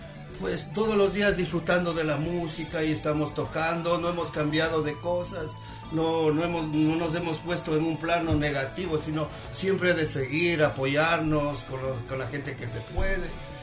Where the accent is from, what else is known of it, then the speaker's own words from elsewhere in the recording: Ecuador; nos hemos apoyado como ecuatorianos, pero yo nunca pensé que yo iba a salir así a España